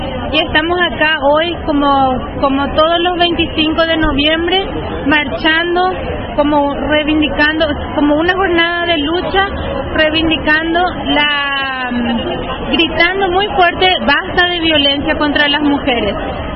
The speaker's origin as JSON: {"language": "Spanish", "country": "Paraguay", "said": "yo soy de Paraguay."}